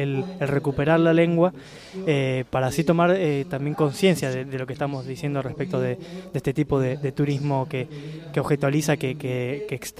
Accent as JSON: {"language": "Spanish", "region": "Buenos Aires", "country": "Argentina", "said": "aquellos que venimos de Buenos Aires, como es mi caso"}